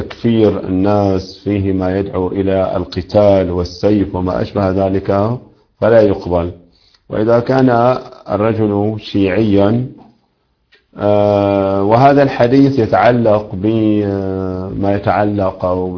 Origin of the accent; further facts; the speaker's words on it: Syria; عندنا في الشام مثلا المؤذنون يزيدون بعد الأذان